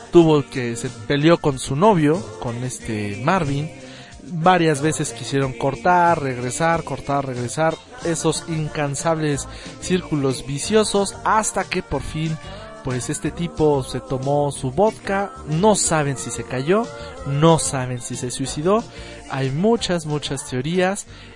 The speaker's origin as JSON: {"language": "Spanish", "country": "Mexico", "said": "pues a nosotros como mexicanos, pues sí, a nivel nacional"}